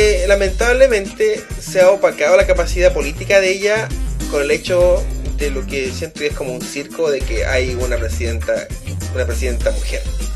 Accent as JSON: {"language": "Spanish", "country": "Chile", "said": "nosotros, como chilenos, tenemos que nosotros mismos reconocer lo que estamos haciendo"}